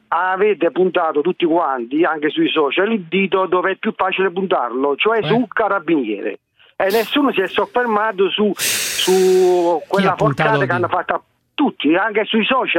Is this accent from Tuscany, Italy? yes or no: no; Naples, Campania, Italy; sono napoletano, sono cresciuto a San Giovanni Antiduccio Barra negli anni '80